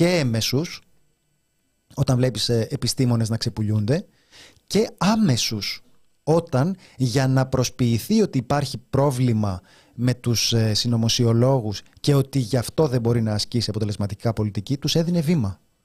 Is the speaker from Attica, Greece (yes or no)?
yes; Kokkinia, Attica, Greece; Εγώ, ένα φτωχό λαϊκό παιδί, είμαι από την Κοκκινιά